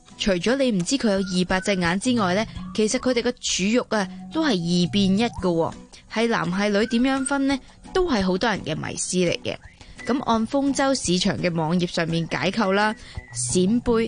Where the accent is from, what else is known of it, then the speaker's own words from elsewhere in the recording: Hong Kong; 我哋香港人会叫佢做沙插啦